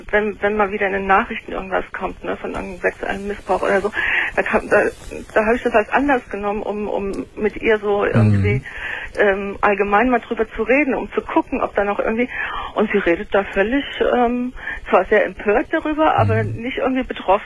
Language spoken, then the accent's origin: German; Italy; Wir sind Italiener, ne?